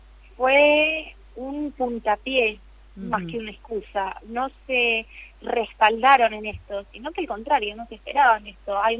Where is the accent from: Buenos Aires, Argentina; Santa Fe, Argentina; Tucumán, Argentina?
Buenos Aires, Argentina; born there; now in Misiones, Argentina; Yo no soy oriunda de Misiones, Canek tampoco. Nosotros nacimos en Buenos Aires y nos mudamos para acá en el 2017.